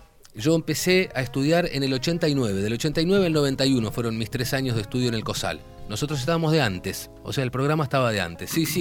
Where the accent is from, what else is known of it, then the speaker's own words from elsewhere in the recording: Castelar, Buenos Aires Province, Argentina; A ver, yo soy de Castelar.